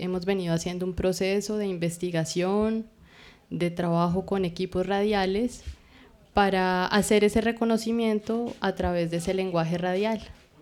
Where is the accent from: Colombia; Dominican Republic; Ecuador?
Colombia; Bogotá; yo vengo de Bogotá